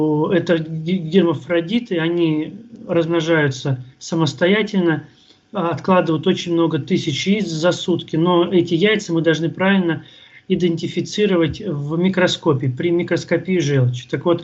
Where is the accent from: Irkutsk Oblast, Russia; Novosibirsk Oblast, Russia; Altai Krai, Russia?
Novosibirsk Oblast, Russia; Novosibirsk; now in Moscow, Russia; сам я родом из Новосибирска, но моя лаборатория и клиника, в которой я работаю, находится в Москве.